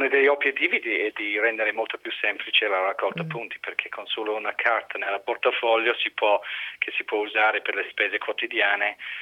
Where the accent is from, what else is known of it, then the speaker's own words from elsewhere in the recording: Ireland; Infatti sono irlandese.